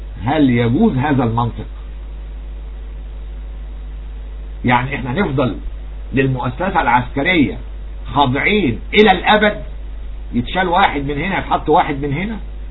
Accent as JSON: {"language": "Arabic", "country": "Egypt", "said": "طب وايه يعني انا مالي انا كرجل مصري"}